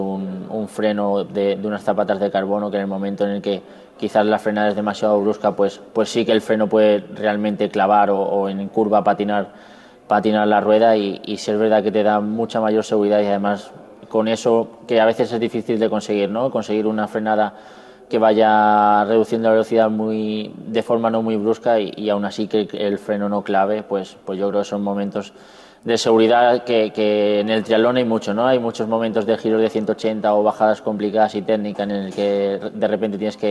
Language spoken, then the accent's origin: Spanish; Spain; Somos los españoles los que podemos comer antes de la prueba con el mejor triatleta de la historia